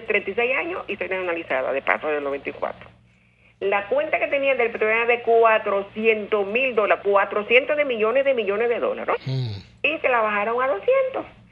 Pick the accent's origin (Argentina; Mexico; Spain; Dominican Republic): Dominican Republic; Primero, que yo soy dominicana, usted lo sabe.